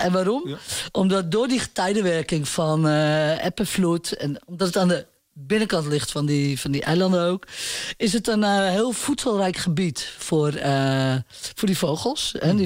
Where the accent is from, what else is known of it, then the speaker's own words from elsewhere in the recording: Ameland, Friesland, Netherlands; Ik ben zelf van Holvende Ameland, vind ik de mooiste.